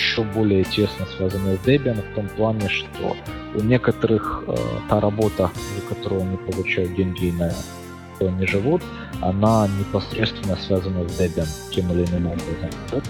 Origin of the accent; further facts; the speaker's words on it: Eastern Ukraine, Ukraine; now in Finland; Большую жизнь я провел, как правильно было замечено, в Восточной Украине и не исследовал свой акцент, но, наверное, да, что-то в нем это выдает. А в данный момент, тем не менее, я нахожусь в Финляндии, работаю, проживаю.